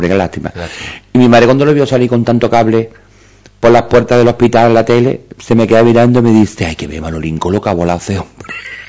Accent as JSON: {"language": "Spanish", "town": "Jerez de la Frontera", "region": "Andalusia", "country": "Spain", "said": "Yo soy de Jerez, como te acabo de decir."}